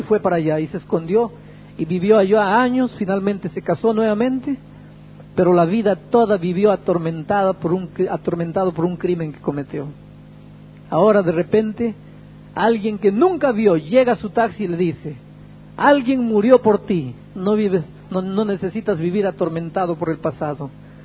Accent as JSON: {"language": "Spanish", "country": "Peru", "lives_now": "Brazil", "said": "Yo soy peruano, pero vivo en Brasil."}